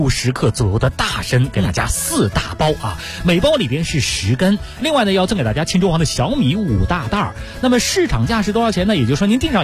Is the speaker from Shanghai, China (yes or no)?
no; Beijing, China